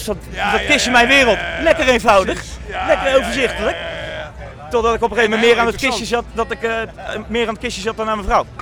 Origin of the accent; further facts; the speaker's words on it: Gelderland, Netherlands; Wij komen uit de buurt van Nijmegen.